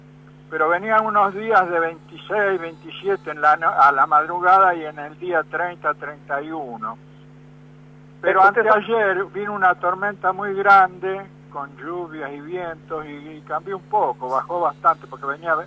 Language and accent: Spanish; Mar del Plata, Buenos Aires Province, Argentina; No, yo soy de Mar del Plata.